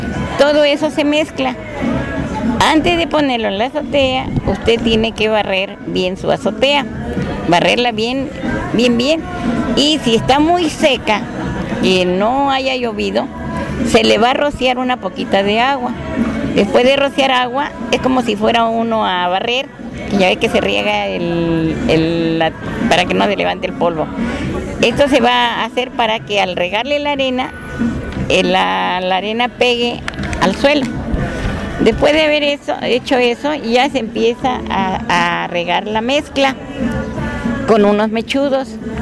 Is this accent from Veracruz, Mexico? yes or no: yes; Tlapacoya, Veracruz, Mexico; yo soy de Tlapacoya, en Veracruz